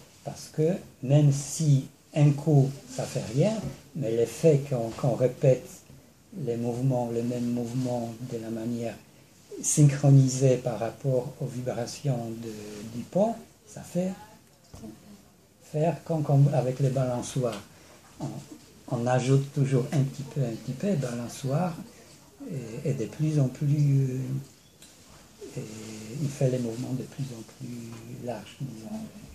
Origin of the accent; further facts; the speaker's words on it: Poland; Je suis polonais, donc il y a des gens qui se débrouillent avec l'alcool là-bas.